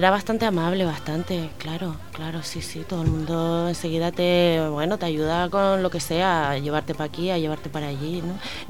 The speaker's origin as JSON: {"language": "Spanish", "region": "Canary Islands", "country": "Spain", "said": "nosotros como canarios, África es nuestro continente"}